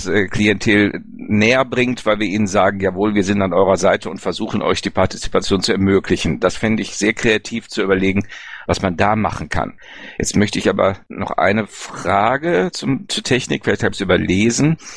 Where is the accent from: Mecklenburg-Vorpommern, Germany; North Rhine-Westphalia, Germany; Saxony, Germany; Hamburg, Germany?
North Rhine-Westphalia, Germany; und ich komme aus Ostwestfalen-Lippe, auch hier gibt es Orte